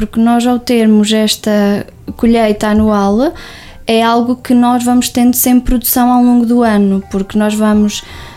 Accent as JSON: {"language": "Portuguese", "town": "Lagares da Beira", "region": "Coimbra", "country": "Portugal", "tie": "born or raised there", "said": "não achava que seria possível eu voltar a Lagares da Beira logo após terminar o curso. Pensei que ia parar a outra cidade, não voltar à minha terra natal."}